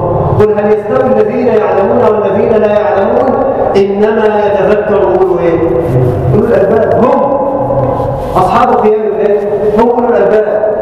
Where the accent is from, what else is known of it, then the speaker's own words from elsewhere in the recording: Egypt; اللهم اجعل بلدنا مصر امنا امانا، سلما سلاما، سخاء رخاء